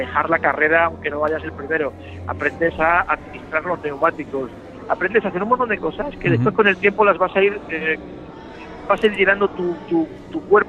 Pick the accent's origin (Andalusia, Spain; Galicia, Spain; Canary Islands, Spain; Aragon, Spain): Andalusia, Spain; Málaga; Porque yo soy malagueño, soy andaluz